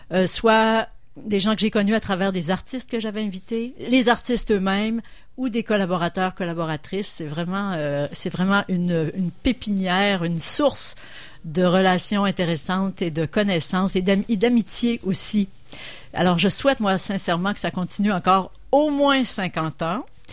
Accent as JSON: {"language": "French", "region": "Quebec", "country": "Canada", "said": "moi je viens de la région de Kamouraska, et à Québec, beaucoup de membres de mon cercle d'amis est lié à CKRL."}